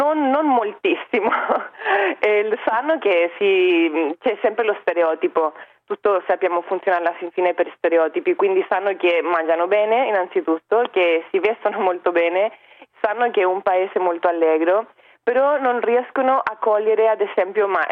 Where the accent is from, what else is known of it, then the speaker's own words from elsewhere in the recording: Chile; Italian is a second language; Quindi questo è il primo step che crea disuguaglianza in Cile, che è un grandissimo problema nel mio paese.